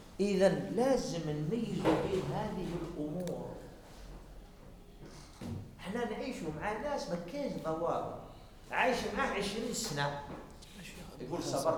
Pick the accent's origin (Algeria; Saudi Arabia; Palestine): Algeria; احنا عندنا في الجزائر